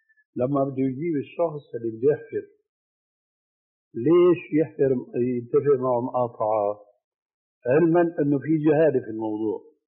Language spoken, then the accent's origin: Arabic; Syria; ونضربها علاوية كما يقولوا عندنا في الشام.